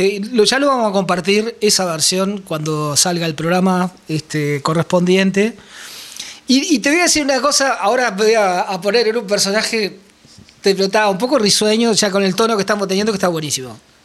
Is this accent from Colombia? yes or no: no; Uruguay; nos autoflagelamos un poco en Uruguay, ¿no?